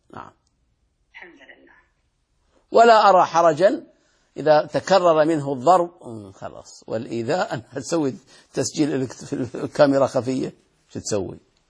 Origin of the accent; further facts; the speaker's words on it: Saudi Arabia; وهذا حصل عندنا في السعودية، هذا شر